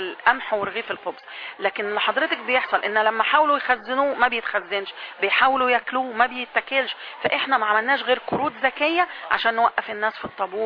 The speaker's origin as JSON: {"language": "Arabic", "country": "Egypt", "said": "احنا كمصريين عندنا عقيده من ايام الفراعنه ان القمح ده من الحاجات المقدسه اللي عندنا"}